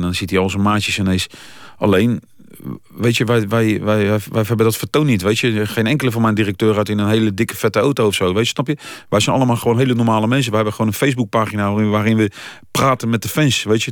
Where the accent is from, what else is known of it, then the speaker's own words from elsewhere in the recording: The Hague, South Holland, Netherlands; born there; ik ben geboren in het Zuiderpark of naast het Zuiderpark.